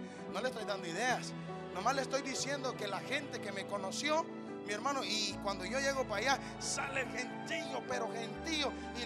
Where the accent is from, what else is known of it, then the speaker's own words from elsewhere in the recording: Honduras; Me siento mexicano, me siento guatemalteco, me siento salvadoreño, pero soy hondureño, ¿qué le voy a hacer?